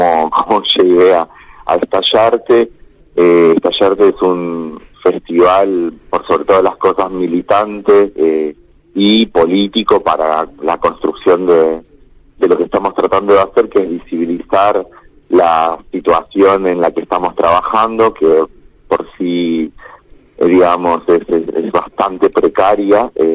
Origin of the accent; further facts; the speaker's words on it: Santa Fe, Argentina; en realidad soy de Santa Fe, pero en este momento no estoy tan lejos, estoy de gira, estoy en medio de una gira patagónica que me quedó por varias ciudades en la Patagonia. En este momento estoy en Comodoro Rivadavia